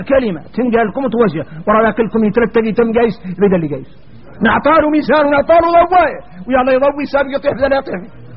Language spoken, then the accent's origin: Arabic; Mauritania; إذا احنا موريتاني مرضى القلوب